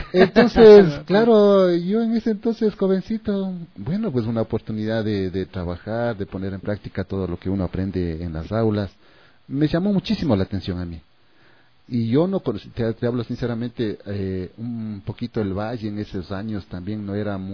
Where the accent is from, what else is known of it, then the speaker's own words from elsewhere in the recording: San Pedro de Taboada, Pichincha, Ecuador; yo no soy de Amaguaña, yo soy de San Pedro de Taboada